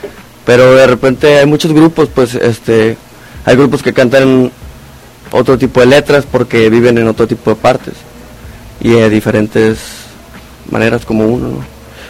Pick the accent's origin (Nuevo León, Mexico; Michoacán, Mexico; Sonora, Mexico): Sonora, Mexico; Obregón; now in Hermosillo, Mexico; Soy de Obregón, Sonora.